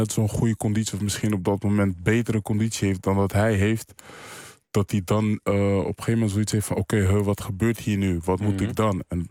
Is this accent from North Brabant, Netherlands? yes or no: no; Amersfoort, Utrecht, Netherlands; in Amersfoort, waar ik vandaan kom